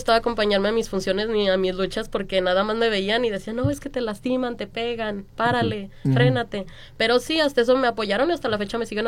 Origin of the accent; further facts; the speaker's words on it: Guadalajara, Jalisco, Mexico; Pues soy de aquí, de Guadalajara, Jalisco.